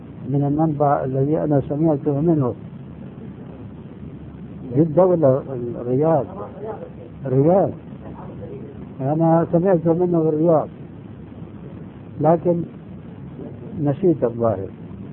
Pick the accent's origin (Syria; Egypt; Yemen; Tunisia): Syria; وكما يقولون عندنا في الشام